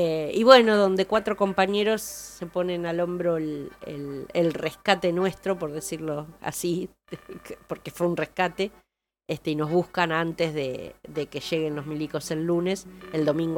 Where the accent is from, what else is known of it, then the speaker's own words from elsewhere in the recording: Olavarría, Buenos Aires Province, Argentina; soy de Olavarría, estamos acá de paseo porque los chicos son parientes nuestros